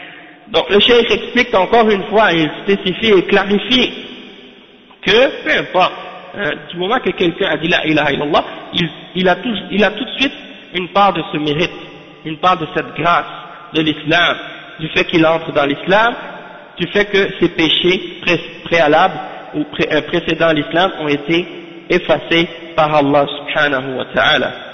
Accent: Haiti; quand je leur dis je viens d'Haïti

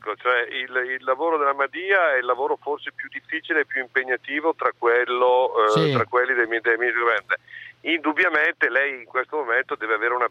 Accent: Lombardy, Italy; born there; io sono nato nell'Alta Valseriana, provincia di Bergamo, sono molto più pedemontano, padano, eccetera, eccetera, di lui.

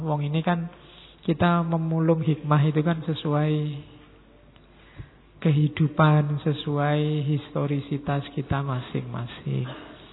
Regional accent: Java, Indonesia; Ya, karena saya orang Jawa, ngertinya referensi-referensi Jawa.

